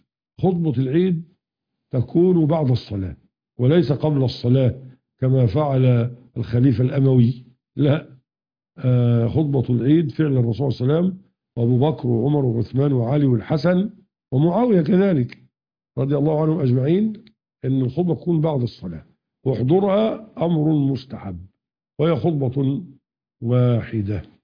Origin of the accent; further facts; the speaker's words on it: Egypt; أما القانون القديم كان يخالف الشريعة عندنا في مصر يعني